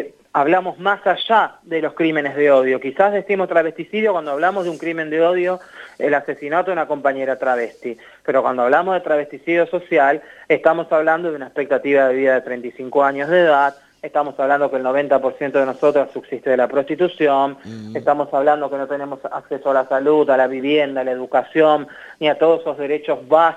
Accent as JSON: {"language": "Spanish", "country": "Argentina", "said": "Como travestis argentinas, cuando nosotras vamos a tomar un mate entre compañeras, amigas, en los barrios"}